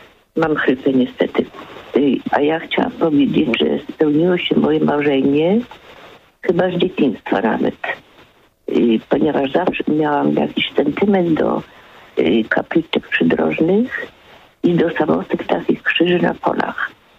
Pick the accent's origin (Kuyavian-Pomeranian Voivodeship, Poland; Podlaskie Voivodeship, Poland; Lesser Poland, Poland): Kuyavian-Pomeranian Voivodeship, Poland; Nakło nad Notecią; pan, który z mojego rodzinnego miasta dzwonił z Nakła